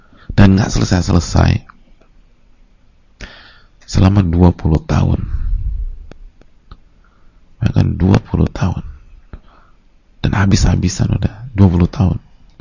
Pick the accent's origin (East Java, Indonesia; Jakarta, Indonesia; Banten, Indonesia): Jakarta, Indonesia; Kita aja orang Jakarta, lahir di Jakarta, itu udah masih sering nyasarnya.